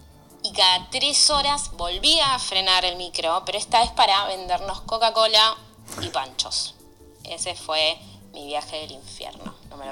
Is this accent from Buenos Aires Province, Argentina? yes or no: yes; Lanús, Buenos Aires Province, Argentina; de Lanús.